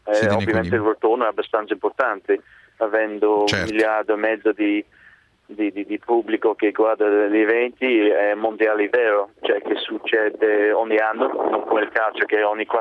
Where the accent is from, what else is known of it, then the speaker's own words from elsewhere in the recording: England, United Kingdom; Italian is a second language; Io sono inglese